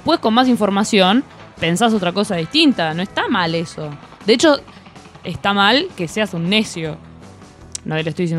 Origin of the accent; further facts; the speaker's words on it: Argentina; Soy un argentino promedio.